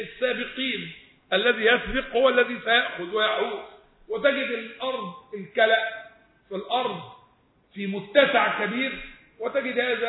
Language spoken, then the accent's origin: Arabic; Egypt; لا شركاء فيها اصل احنا مصريين وهي ملكيه